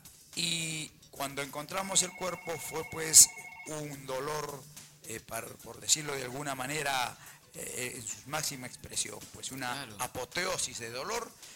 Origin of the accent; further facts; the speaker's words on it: Puno, Peru; born there; soy chalaco por derecho de matrimonio, pero he nacido en Puno.